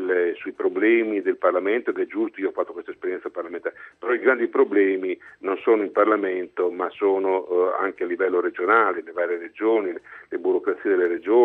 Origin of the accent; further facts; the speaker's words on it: Emilia-Romagna, Italy; Sono romagnolo